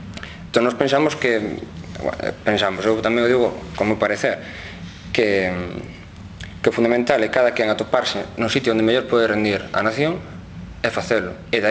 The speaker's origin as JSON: {"language": "Galician", "region": "Galicia", "country": "Spain", "said": "ter conciencia que somos galegos e que sendo galegos non somos menos."}